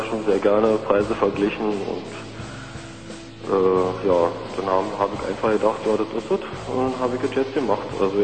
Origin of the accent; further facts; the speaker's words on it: Frankfurt, Brandenburg, Germany; Wir haben jetzt zum Beispiel einen Fall hier in Frankfurt-Oder, also wir kommen aus Frankfurt-Oder